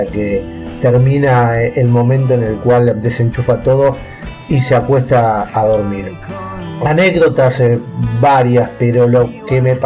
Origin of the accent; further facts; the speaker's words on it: Las Flores, Buenos Aires Province, Argentina; born there; now in La Plata, Argentina; nací en Las Flores, a 180 kilómetros de la ciudad de La Plata, en la provincia de Buenos Aires. Desde el año 96 que estoy viviendo en la capital de la provincia de Buenos Aires.